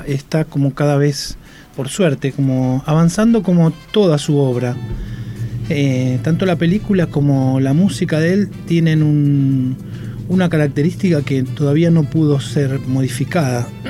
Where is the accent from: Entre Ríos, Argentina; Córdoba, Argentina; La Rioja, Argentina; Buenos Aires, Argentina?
Buenos Aires, Argentina; born there; En Buenos Aires.